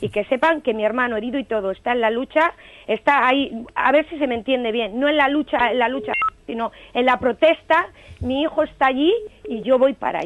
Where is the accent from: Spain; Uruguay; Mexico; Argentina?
Spain; Bilbao, Basque Country; He estado en Recalde, he estado en Bilbao, ahora mismo acabo de llegar, soy del barrio de La Peña.